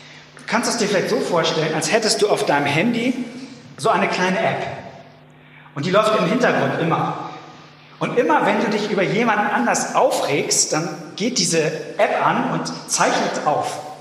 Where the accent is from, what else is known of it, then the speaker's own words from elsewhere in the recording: Hamburg, Germany; Und ich finde das irgendwie als Hamburger in einem völlig sonnenlosen November, ist das ein ziemlich attraktives Bild für mich.